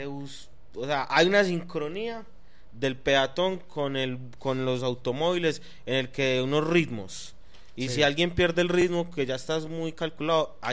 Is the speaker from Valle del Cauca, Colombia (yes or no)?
no; Medellín, Antioquia, Colombia; soy un man que vive acá en Medellín, nací acá en Medallo.